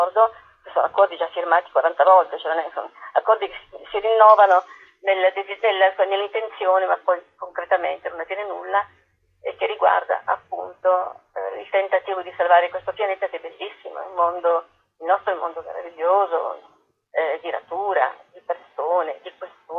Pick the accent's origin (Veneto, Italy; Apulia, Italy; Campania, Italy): Apulia, Italy; non avere contatto con la mia terra, riscoprirla tardi, sono pugliese.